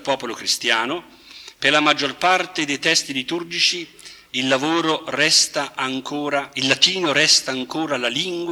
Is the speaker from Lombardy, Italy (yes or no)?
yes; Milan, Lombardy, Italy; Provengo da Milano